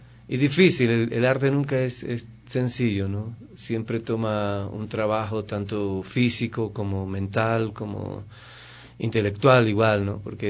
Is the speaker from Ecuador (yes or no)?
yes; Ecuador; la mayoría de todos los actores y bailarines son ecuatorianos, estamos haciendo nuestras leyendas